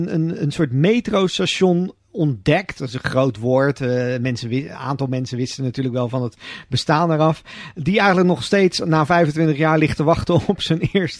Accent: Rotterdam, South Holland, Netherlands; als Rotterdammer dan zijnde. Wat speelt zich af onder die mooiste skyline van Nederland eigenlijk?

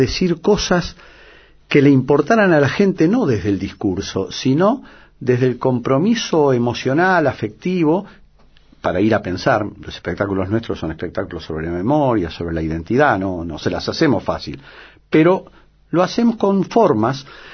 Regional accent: Uruguay; now in Buenos Aires, Argentina; Los uruguayos piensan que soy porteño, los porteños que soy uruguayo, porque claro, la mitad de mi vida ha estado acá, mis hijas están acá. Yo no, yo políticamente y históricamente me reconozco como oriental

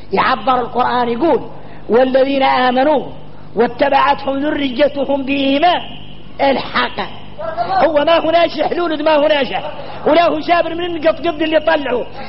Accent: Mauritania; نحن موريتاني

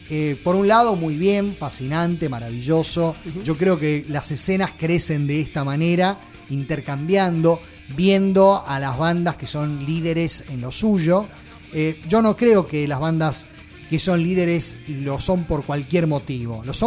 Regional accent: Argentina; a mí como ciudadano argentino, si llego a tomar un terreno, a mí no me preguntan

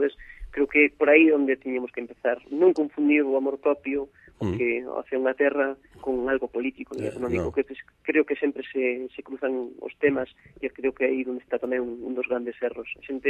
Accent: Verín, Galicia, Spain; born there; non só en Verín, que é onde nacemos, sino en Ourense.

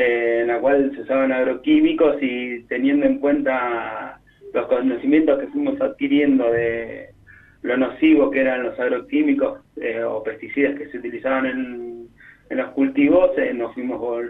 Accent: Monte Grande, Buenos Aires Province, Argentina; Somos de Monte Grande

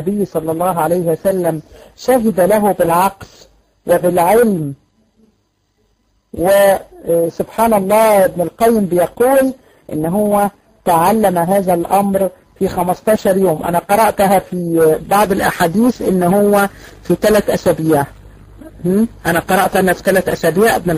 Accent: Egypt; في معهد اتفتح لكده عندنا في مصر في المعادي.

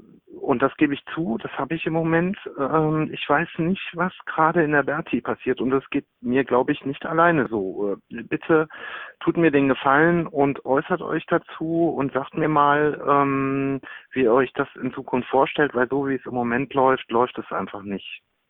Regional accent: Düsseldorf, North Rhine-Westphalia, Germany; gerade so auch als Düsseldorfer.

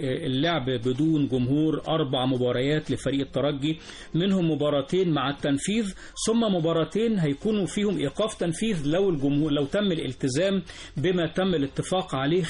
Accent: Egypt; بقى بيحب الملعب ده اكتر من بعض الملاعب عندنا في مصر

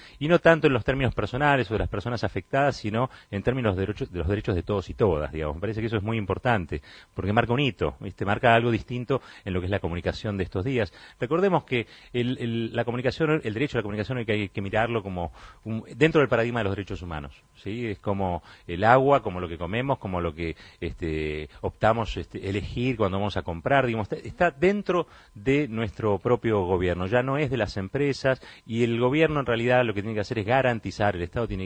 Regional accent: Argentina; Nosotros como argentinos somos todos muy distintos

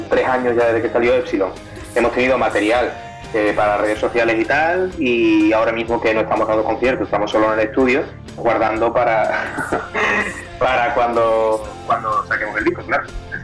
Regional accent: Seville, Andalusia, Spain; Somos de Sevilla, Sevilla capital, y bueno, hace muchísimos años que estamos aquí

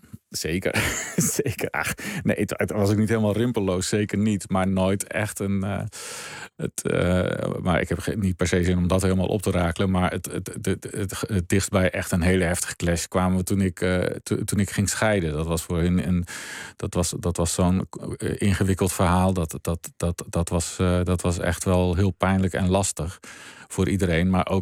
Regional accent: Gelderland, Netherlands; Wij woonden in mijn jonge jaren op de Veluwe en dan kon je redelijk snel Duitsland in.

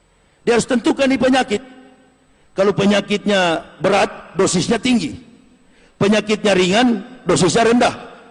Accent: Java, Indonesia; Kalau kita orang Jawa bilang kolor.

